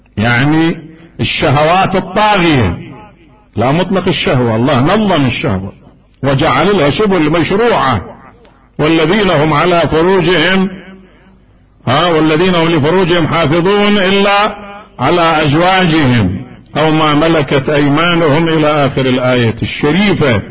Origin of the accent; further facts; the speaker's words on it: Iraq; قصة معروفة عندنا في العراق